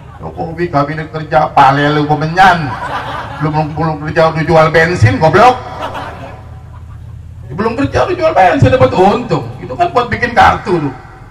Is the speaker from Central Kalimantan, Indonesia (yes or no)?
no; Jakarta, Indonesia; gue lahir di Kuita. Gak bisa dikadalin gue.